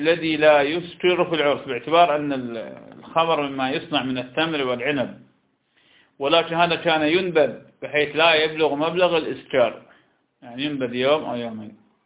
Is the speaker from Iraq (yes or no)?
yes; Iraq; accent: Iraqi; لكن أيضا يسمى نقوع بلهجتنا العراقية